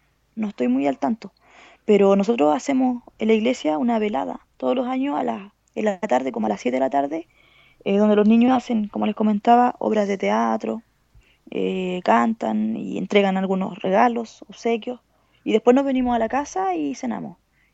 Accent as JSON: {"language": "Spanish", "country": "Chile", "said": "Yo pensaba que acá era solamente en Chile que teníamos esa costumbre"}